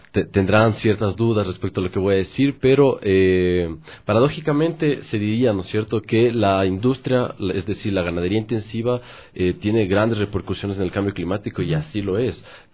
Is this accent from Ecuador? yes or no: yes; Ecuador; que es la alimentación, diríamos, usual de nosotros como ecuatorianos